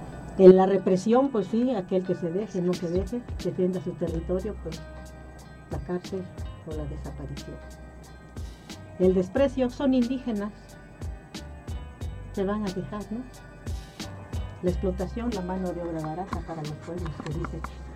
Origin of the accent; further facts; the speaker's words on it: Guerrero, Mexico; incluso yo soy de Guerrero